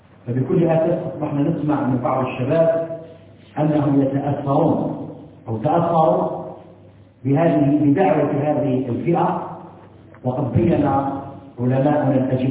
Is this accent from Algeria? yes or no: yes; Algeria; وإن ما تتمتع به بلدنا الجزائر على ما فيها من شيء من الانحراف